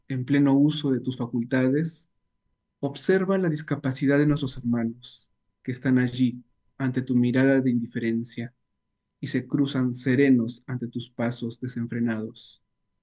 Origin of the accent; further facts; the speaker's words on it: Suyupampa, Piura, Peru; una vivencia tanto de la niñez mía en mi barrio, donde yo nací, en Suyupampa, Ayabaca, Piura